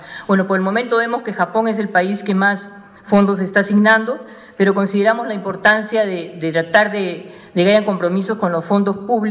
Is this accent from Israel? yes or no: no; Peru; Esperamos en ese sentido como peruanos y peruanas que el Perú tenga una posición firme y clara